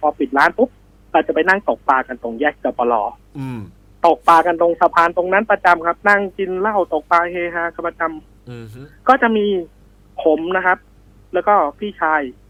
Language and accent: Thai; Nakhon Nayok, Thailand; now in Lampang, Thailand; ผมเนี่ยเป็นคนนครนายกครับแต่มาได้เมียเพิ่งย้ายมาอยู่ลำปางได้ประมาณ4ปีครับ